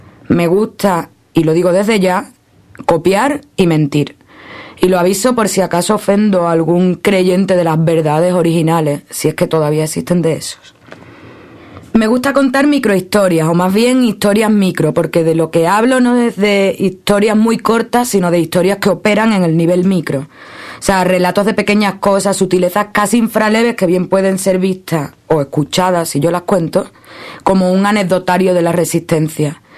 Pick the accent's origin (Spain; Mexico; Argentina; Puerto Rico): Spain; Cádiz, Andalusia; now in Cuba; Soy andaluza, de Cádiz. Vivo en Cuba, bueno, en realidad vivo en una escuela internacional en Cuba donde vive gente de todo el mundo.